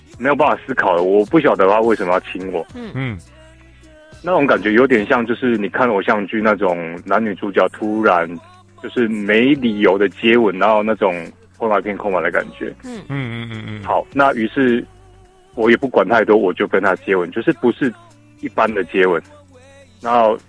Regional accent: Taiwan; 我是台湾来的。

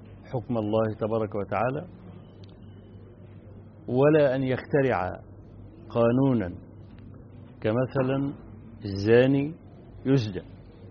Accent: Egypt; عندنا في مصر حدث في سنة من السنوات، من حوالي 20 سنة

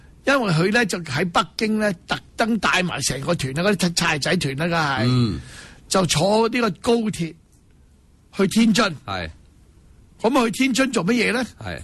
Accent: Hong Kong; 关我哋香港人咩事啫？

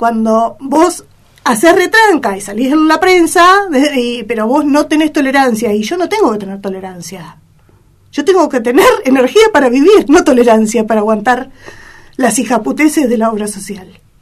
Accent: Argentina; iba a ser esa medicación que fabrica la Argentina, a ver, no estoy en contra de lo que se fabrica en mi país.

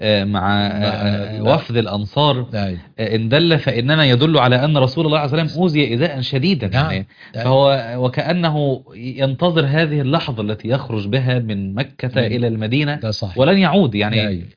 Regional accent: Upper Egypt, Egypt; أنا من الصعيد يعني من القبائل وأعرف هذا الأمر جيدا

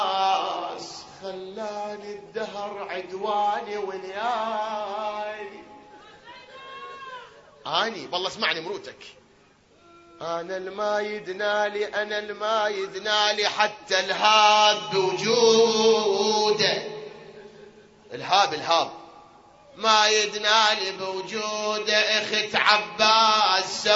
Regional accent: Iraq; احنا الآن هذا بلدنا العراق الحبيب الغالي الكريم، بلد الأنبياء وبلد الأئمة

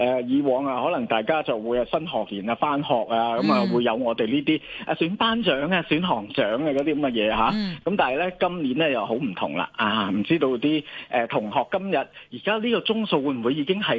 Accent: Yuen Long, Hong Kong; 细个系咯，细个喺元朗大嘅时候咧就年年咧都去嗰个盂兰盛会

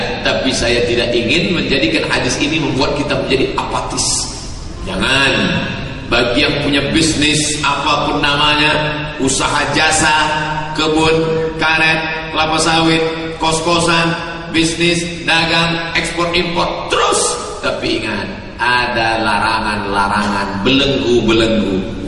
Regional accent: Sumatra, Indonesia; kita sebagai orang Sumatera bil khusus Minangkabau

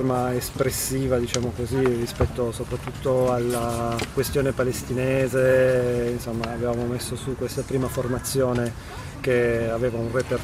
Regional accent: Ventimiglia, Liguria, Italy; born there; also born or lived in France; Sono nato a Ventimiglia, figlio di emigranti da pugliesi, poi dopo un periodo lì tra Francia e Liguria sono tornato giù.

